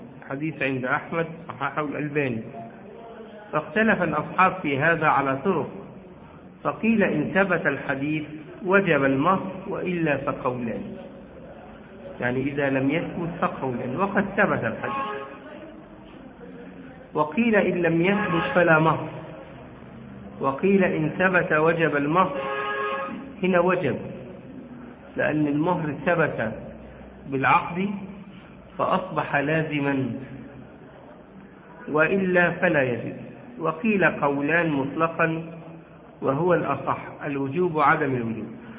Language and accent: Arabic; Egypt; الصداق عندنا في مصر بيقع جزء منه نقدا وجزء منه يقع عينا عرضا